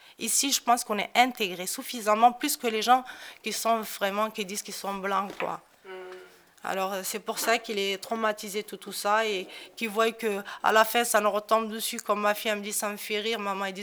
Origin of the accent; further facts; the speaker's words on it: Morocco; comme je suis toute seule, en plus, je suis marocaine